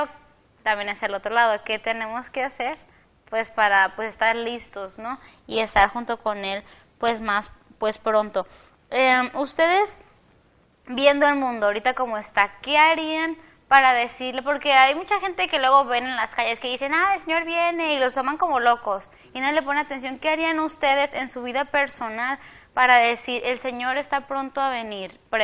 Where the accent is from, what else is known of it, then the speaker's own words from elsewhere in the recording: Mexico; Sí, nosotros como mexicanos se nos dice mucho eso, ¿no?